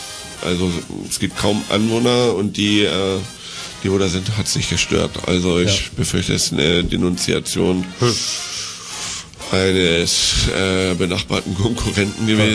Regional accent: Hamburg, Germany; Ich bin aus Hamburg.

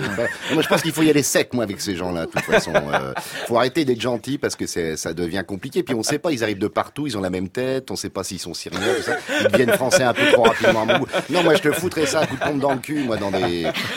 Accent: France; born there; Moi, je suis né en France.

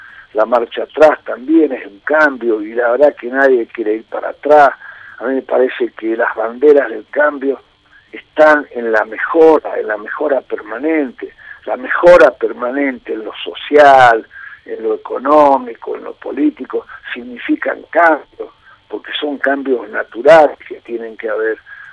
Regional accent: Argentina; con mucha racionalidad, como somos los argentinos y cómo hemos venido construyendo lo que se ha construido en este país

